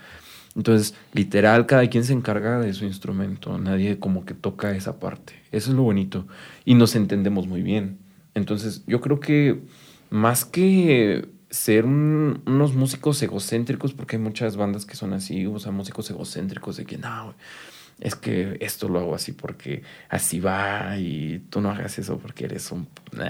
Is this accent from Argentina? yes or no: no; Chalco, State of Mexico, Mexico; Sí, somos de Chalco. Okay. Sí, somos originalmente de Chalco.